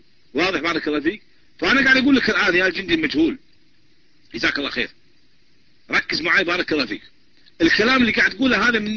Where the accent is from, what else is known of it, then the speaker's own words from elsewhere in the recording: Kuwait; من الكويت